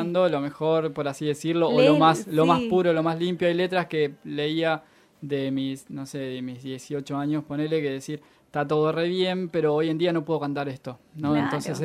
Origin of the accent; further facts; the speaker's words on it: Las Flores, Buenos Aires Province, Argentina; born there; Yo nací en Las Flores, en un campo.